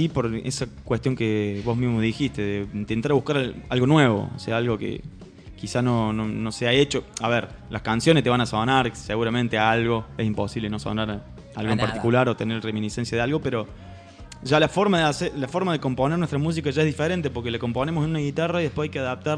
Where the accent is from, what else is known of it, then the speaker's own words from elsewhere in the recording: Río Cuarto, Córdoba, Argentina; moved away; nosotros somos Río Cuarto de Córdoba, hace 2 años que estamos acá viviendo.